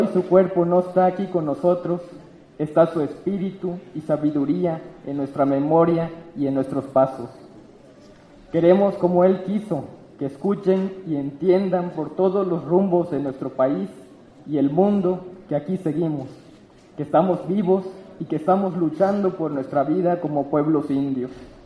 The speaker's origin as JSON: {"language": "Spanish", "region": "Yucatán Peninsula", "country": "Mexico", "said": "Nosotros venimos de la península de Yucatán."}